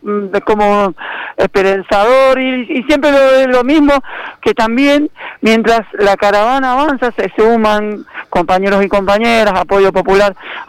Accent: Mendoza, Argentina; como somos los mendocinos, que somos más secos que qué sé yo.

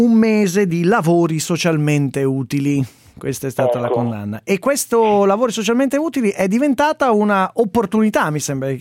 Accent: Lombardy, Italy; ho passato l'infanzia in Valtellina.

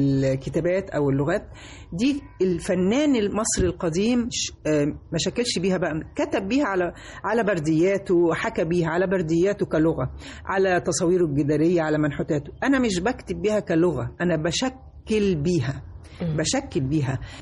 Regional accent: Egypt; أنا مصرية بحتة، يعني مصرية حتى النخاع

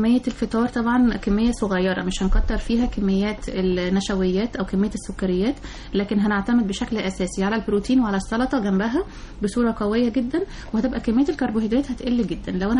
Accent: Egypt; مشكلتنا كلنا كمصريين يعني موضوع سمنة البطن دي

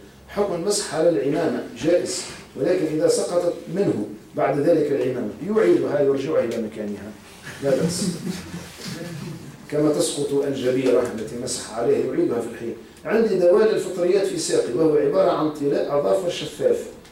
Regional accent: Tunisia

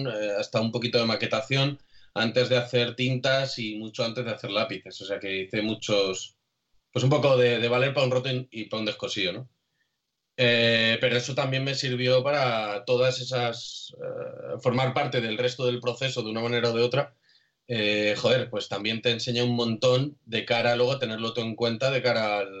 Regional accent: Alcázar de San Juan, Castilla-La Mancha, Spain; un trabajo que partía del Patronato de Cultura local de Alcázar de San Juan, de aquí de mi pueblo.

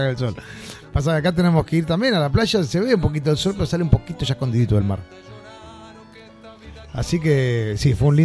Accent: Argentina; moved away as an adult; El año que nos fuimos de Argentina.

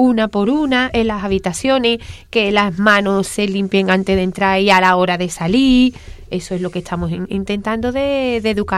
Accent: Alcalá, Spain; Como soy de Alcalá, nosotros nos veníamos.

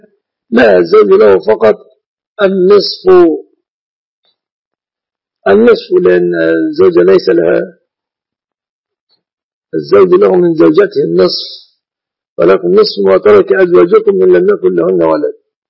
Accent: Egypt; شبكة العروس في بلادنا مصر من المهر إلا إذا نص على غير ذلك.

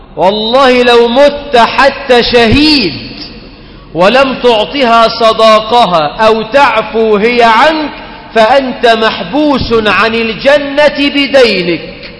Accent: Egypt; وفي بعض البلاد عندنا في مصر بتطلب الشبكه بالجرام.

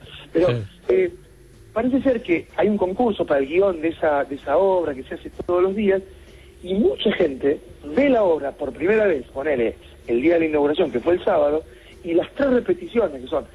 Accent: Argentina; como buenos argentinos que somos

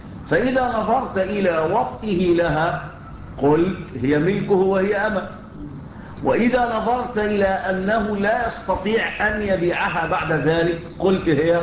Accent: Egypt; كان على الإسكندرية عندنا في مصر، في مصر.

